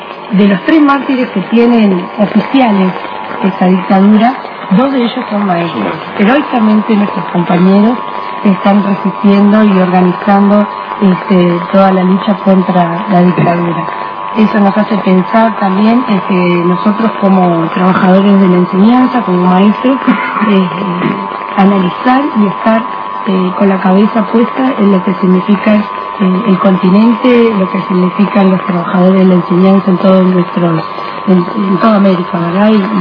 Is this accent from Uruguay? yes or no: yes; Uruguay; y nosotros como uruguayos, cómo reflexionamos, cómo pensamos y analizamos esta situación.